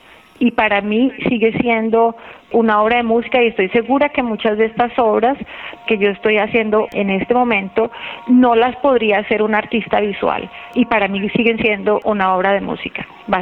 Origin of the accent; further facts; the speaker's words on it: Colombia; soy colombiana.